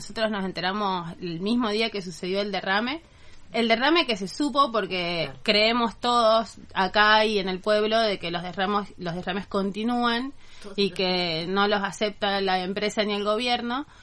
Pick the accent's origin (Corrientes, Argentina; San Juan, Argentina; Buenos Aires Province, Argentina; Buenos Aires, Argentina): San Juan, Argentina; Jáchal; moved away as an adult; now in Córdoba, Argentina; Todos somos de Hachal y vivimos acá en Córdoba, nos vinimos a estudiar y bueno, pues ya nos quedamos.